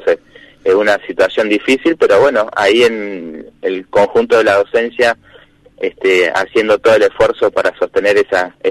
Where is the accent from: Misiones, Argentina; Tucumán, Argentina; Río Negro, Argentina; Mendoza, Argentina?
Río Negro, Argentina; Sierra Grande; en la parte de donde soy yo, de Sierra Grande, la zona rural de Pailemán, Los Berros, Icona, Ventana